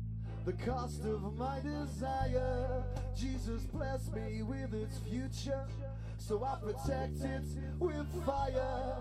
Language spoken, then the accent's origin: English; Liverpool, North West England, United Kingdom; accent: Scouse; You can hear it in my accent when I talk. I'm a Scouser down the wall.